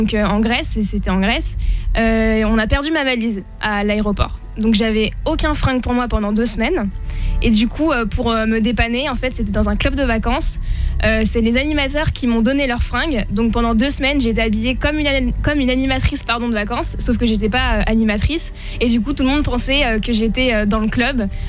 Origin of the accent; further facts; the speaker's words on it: Trappes, Île-de-France, France; born there; j'ai 18 ans et je suis née à Trappes dans les Yvelines.